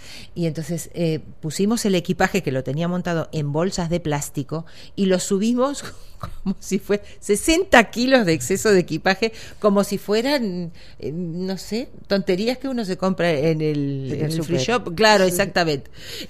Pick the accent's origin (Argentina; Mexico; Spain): Argentina; accent: Argentine; me piden que fuerce o que disimule mucho mi acento argentino.